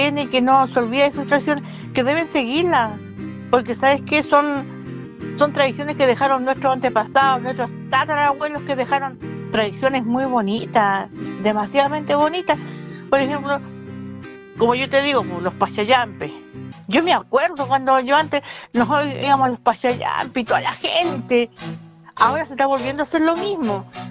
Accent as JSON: {"language": "Spanish", "town": "Belén", "region": "Arica y Parinacota", "country": "Chile", "said": "yo soy de Belén, orgullosa de ser beleneña, les digo."}